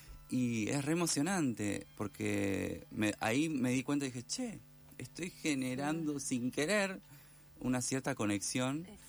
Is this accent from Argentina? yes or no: yes; Esperanza, Santa Fe, Argentina; moved away as an adult; now in Buenos Aires, Argentina; Estando acá en Buenos Aires, yo soy esperancina santafesina. imagínate que viví desde que nací hasta los 28 años allá. Y estoy acá hace un montón de años. No, tengo 39, así que estoy acá hace un poquito más de 10 años.